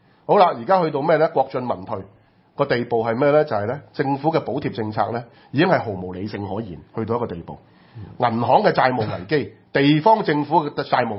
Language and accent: Cantonese; Hong Kong; 我們香港人的血汗錢就會去填補這個大陸外匯的大漏洞了